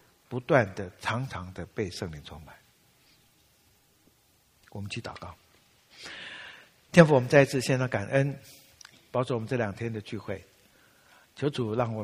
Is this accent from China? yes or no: no; Taiwan; 我们台湾话有一句话哈